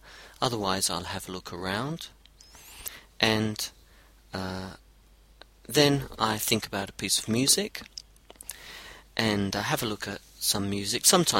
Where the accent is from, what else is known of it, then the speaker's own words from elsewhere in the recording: London, United Kingdom; also born or lived in Brazil / Europe / Australia; now in New Zealand; I'm from London, and I lived in Brazil and in Europe and in Australia and now in New Zealand.